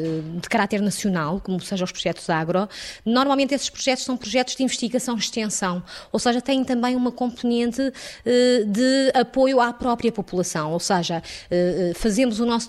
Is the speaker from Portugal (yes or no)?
yes; Norte, Portugal; eu também sou transmontana e os transmontanos são, por natureza, afáveis